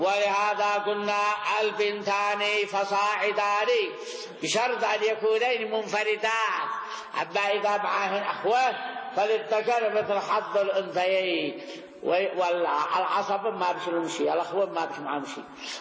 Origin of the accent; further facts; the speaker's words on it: Yemen; إلا أنه عندنا في اليمن يقعدوه مقعد أبوه